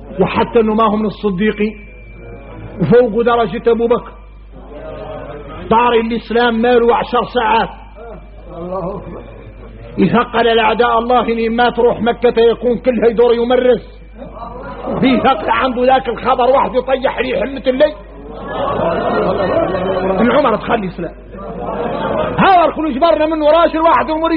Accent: Mauritania; احنا موريتاني

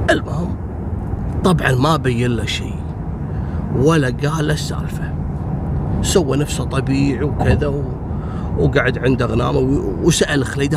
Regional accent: Kuwait; أيام الثمانينات في كثير عراقيين عندنا في الكويت

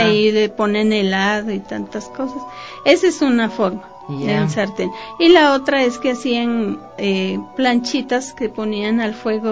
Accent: Bogotá, Colombia; now in Ecuador; De la capital.

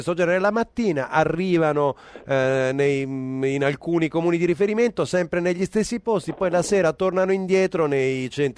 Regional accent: Umbria, Italy; essendo umbro, naturalmente mi piacciono quando poi sono nel piatto

